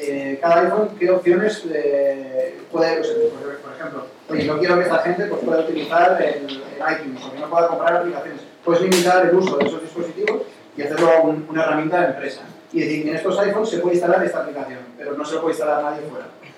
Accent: Spain; como soy español, no quiero pagar los impuestos que pagarías en Estados Unidos, porque ya declararé mis impuestos aquí

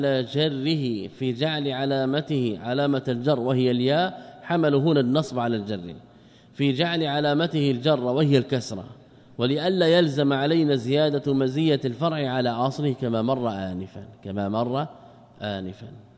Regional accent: Morocco; نحن من المغرب ماذا نقول؟

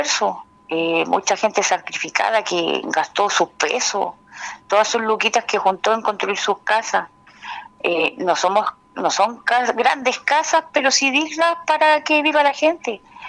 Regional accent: Chile; Nuestro derecho como ciudadanos, como chilenos, como quieran decirlo, como personas, como familias

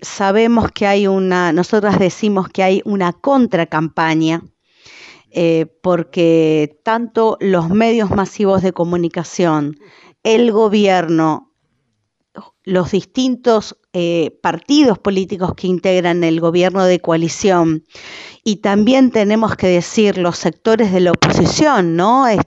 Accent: Uruguay; esto es un debate que nos debemos como uruguayos, como uruguayas

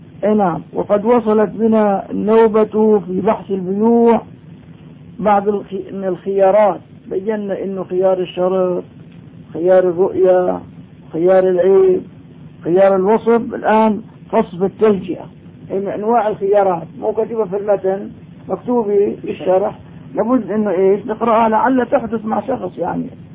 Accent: Damascus, Damascus Governorate, Syria; اما الان عندنا في دمشق ما شاء الله صار البناء مفخرة،

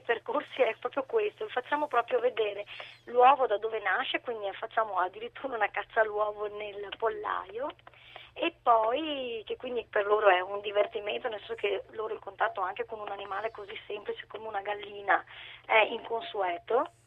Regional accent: Cittadella, Veneto, Italy; quindi noi siamo di Cittadella, quindi sarà PD, come nelle vecchie targhe automobilistiche.

